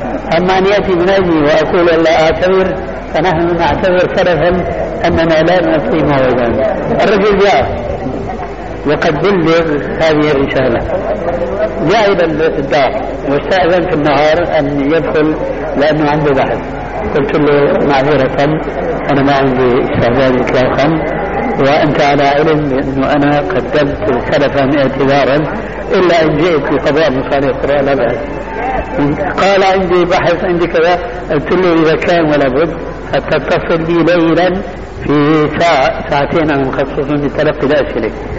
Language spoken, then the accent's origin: Arabic; Syria; كما يقول العامة عندنا في الشام